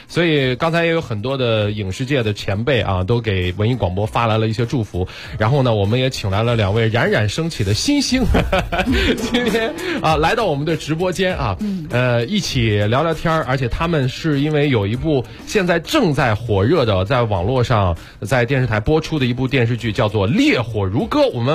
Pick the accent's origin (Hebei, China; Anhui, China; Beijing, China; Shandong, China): Shandong, China; Qingdao; 哎，我就是青岛人啊。哎，这世界，对对对，我也是青岛的。